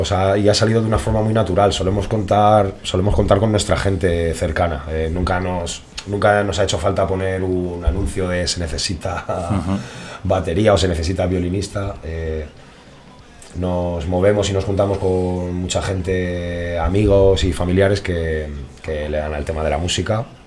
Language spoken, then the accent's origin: Spanish; Getafe, Community of Madrid, Spain; y luego la gran mayoría somos de aquí de Getafe.